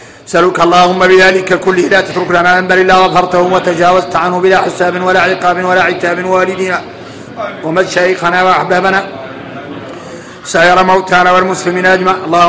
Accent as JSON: {"language": "Arabic", "country": "Mauritania", "said": "هاي قال العبارة يلا احنا موريتاني نتقيدوا بها"}